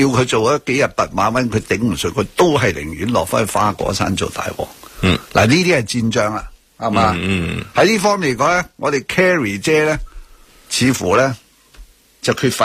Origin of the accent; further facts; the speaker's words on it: China; 因为我系中国人。